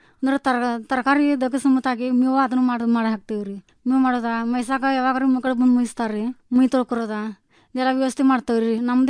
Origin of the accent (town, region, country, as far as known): Ramahonnapur, Karnataka, India; born or raised there